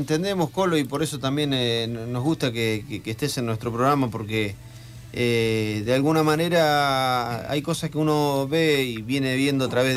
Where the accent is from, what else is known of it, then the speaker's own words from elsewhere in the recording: Buenos Aires, Argentina; soy de Buenos Aires